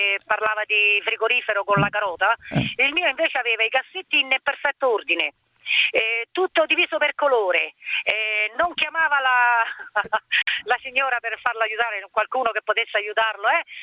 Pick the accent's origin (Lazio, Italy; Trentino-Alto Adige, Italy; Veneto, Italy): Lazio, Italy; Rome; Io lavoro in Latina, ma sono di Roma.